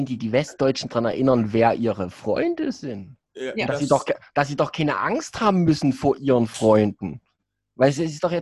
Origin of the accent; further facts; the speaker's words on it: East Germany, Germany; Ja, ich muss es halt als Ossi nochmal speziell anweisen.